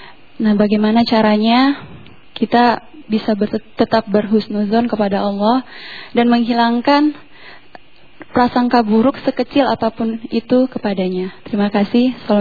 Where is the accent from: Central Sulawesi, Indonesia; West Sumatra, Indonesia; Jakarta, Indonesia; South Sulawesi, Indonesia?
South Sulawesi, Indonesia; Makassar; asli dari Makassar.